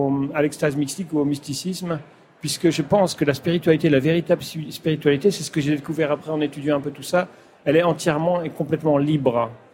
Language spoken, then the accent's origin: French; Pays de la Loire, France; born there; first language patois; French is a second language; je suis né en Vendée, ce qui explique aussi le séminaire. Et la langue, le patois, j'ai parlé patois jusqu'à l'âge de 10 ans, effectivement, et à l'école, j'ai appris le français.